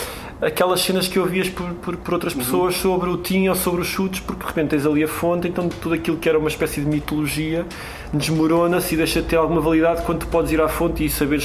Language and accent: Portuguese; Tondela, Viseu, Portugal; Eu sou de Tondela, que é uma cidade do interior.